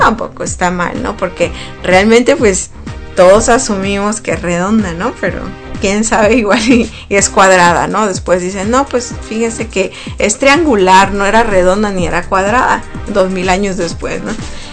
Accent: Sonora, Mexico; si vives tú en Sonora, de donde yo soy, y vives ahí en Guaymas

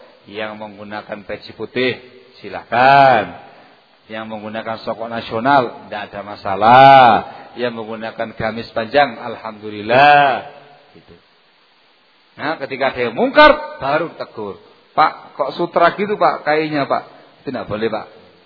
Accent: East Java, Indonesia; Karena saya orang Jawa Timur

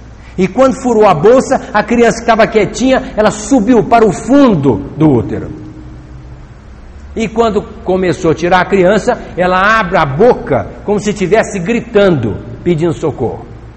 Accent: Itapagipe, Minas Gerais, Brazil; lá da minha terra, de Itapajipe.

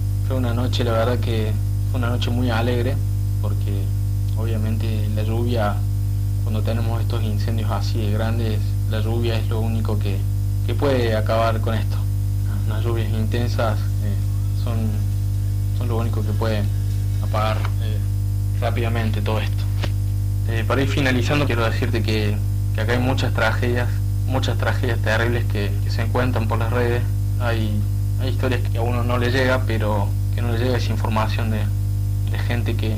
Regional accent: Argentina; soy de Argentina y vivo en la ciudad de Córdoba capital.

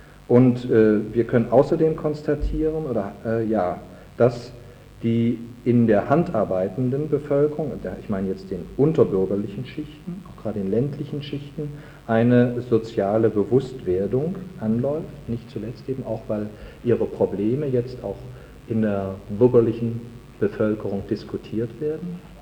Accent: Cologne, North Rhine-Westphalia, Germany; woran ich als Kölner besonders zu erinnern habe.

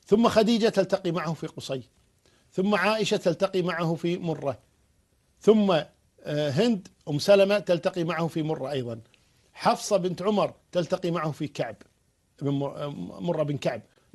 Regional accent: Kuwait; عندنا في الكويت

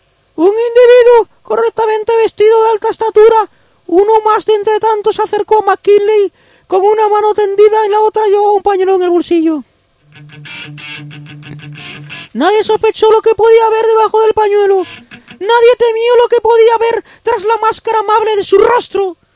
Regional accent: Spain; nosotros somos españoles y pronunciamos así

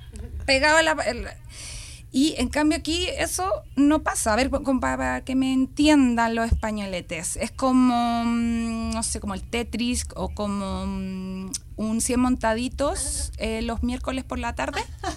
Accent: Chile; una así como buena chilena

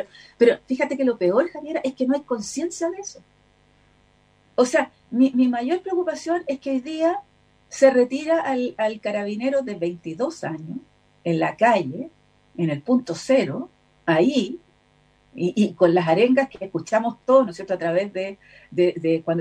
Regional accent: Chile; yo no soy santiaguina, acuérdense de eso, entonces yo soy provinciana, entonces no soy santiaguina, me cuestan los nombres de las calles muchas veces.

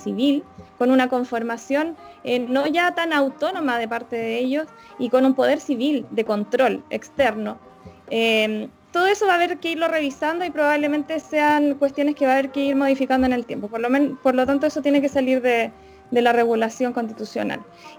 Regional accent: Chile; cuáles son las carencias que vivimos siendo chilenas y chilenos

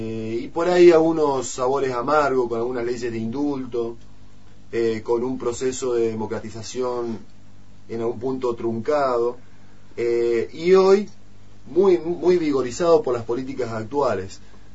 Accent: Argentina; cuál es nuestro grado de conciencia como argentinos en esta democracia

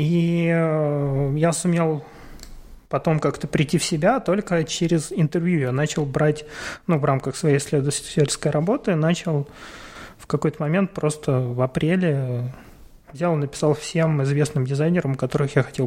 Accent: Ukraine; Ну, не все знали, что я из Украины

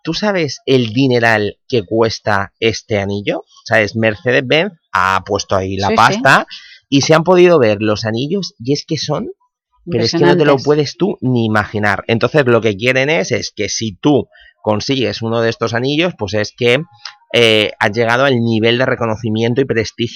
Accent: Spain; en esto de los videojuegos los españoles estamos aquí muy a tope

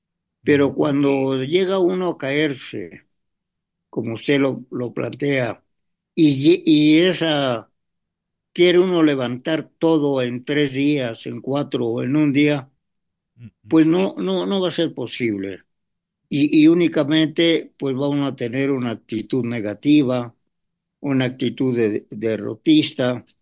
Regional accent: Mexico; nuestro problema como mexicanos, hablando aquí de México

